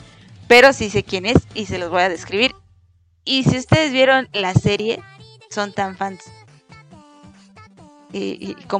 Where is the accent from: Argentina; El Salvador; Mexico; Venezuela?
Mexico; Yo soy de México, no tengo nada que ver con Chile. Yo soy de México